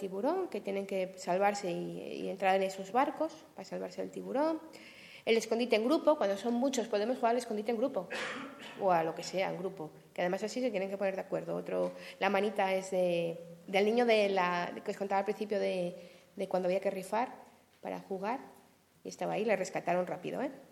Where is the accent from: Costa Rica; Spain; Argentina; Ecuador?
Spain; Asturias; es que vengo de Asturias y allí lo del sol está un poco complicado.